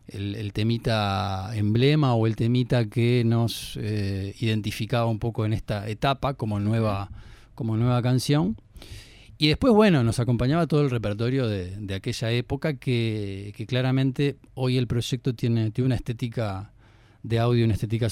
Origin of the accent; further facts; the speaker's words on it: Uruguay; Yo soy de aquí de Uruguay